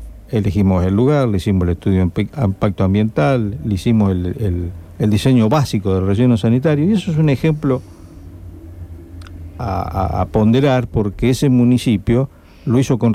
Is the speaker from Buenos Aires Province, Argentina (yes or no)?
yes; Pergamino, Buenos Aires Province, Argentina; En Pergamino, que es mi ciudad natal